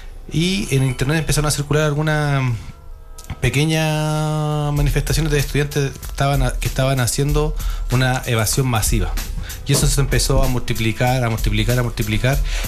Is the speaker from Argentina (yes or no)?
no; Chile; que lo tenemos que cuidar como chileno y chilena